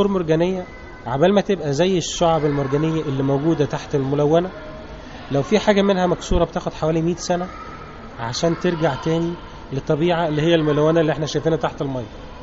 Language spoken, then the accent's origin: Arabic; Rashid, Beheira, Egypt; now in Sharm El Sheikh, Egypt; انا من محافظه البحيره من مركز رشيد جنب اسكندريه كده, وقعد هنا بقالي 15 سنه في شرم الشيخ. والبلد دي تعتبر بلدي لان نص عمري كله قضيته في في في البلد هنا في شرم الشيخ.